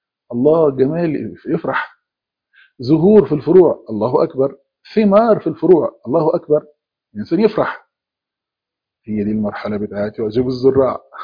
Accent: Egypt; زي ما بيقول عندنا في مصر،

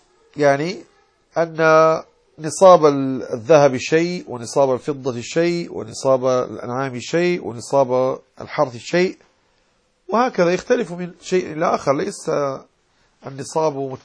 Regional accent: Morocco; يعني نحن في المغرب نقول في لهجتنا زكاة الزرع يعني زاد ونمى

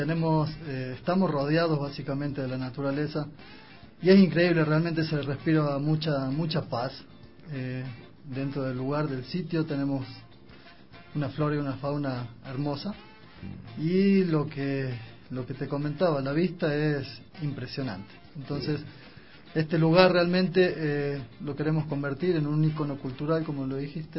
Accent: Argentina; moved away as an adult; also born or lived in United States; now in Ecuador; yo salí de Argentina a los 18 años. Tengo 40, date una idea. Pero no vine para el Ecuador, sino fui para Estados Unidos cuando tenía 19 años, en el 99, en diciembre del 99. Pasé 7 años en Estados Unidos

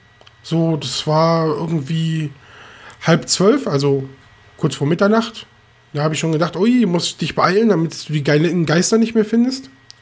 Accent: Rhineland, Germany; auch nicht gebürtig so aus Norddeutschland, aber ich komme aus dem Rheinland

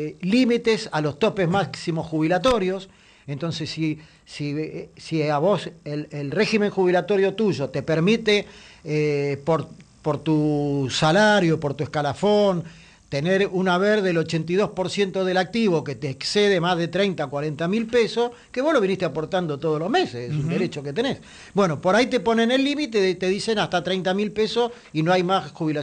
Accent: Buenos Aires, Argentina; para los que somos de la Ciudad de Buenos Aires

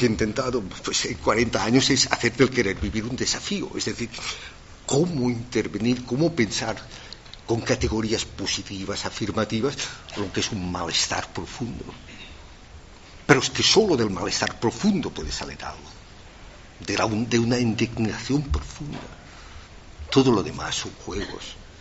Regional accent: Catalonia, Spain; yo pues protesto y digo que soy catalán y que me siento catalán, ¿no?

